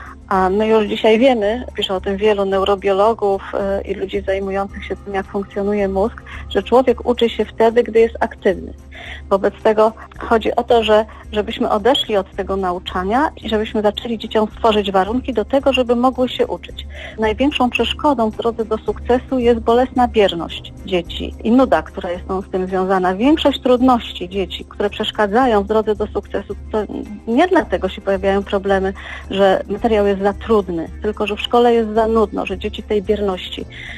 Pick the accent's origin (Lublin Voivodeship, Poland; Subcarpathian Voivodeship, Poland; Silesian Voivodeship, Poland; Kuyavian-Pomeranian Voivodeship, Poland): Kuyavian-Pomeranian Voivodeship, Poland; Toruń; ja jestem z Torunia